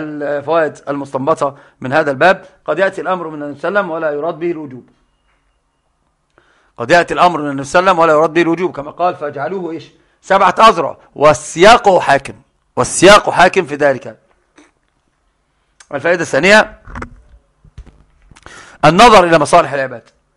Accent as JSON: {"language": "Arabic", "country": "Egypt", "said": "يجعل تند المعلومة عندنا في مصر"}